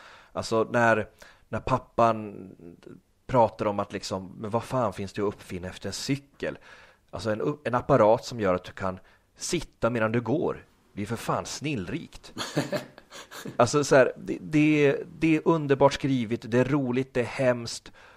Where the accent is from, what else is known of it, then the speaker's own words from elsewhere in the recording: Norrland, Sweden; Jag växte upp i Norrland liksom, utan coola filmkompisar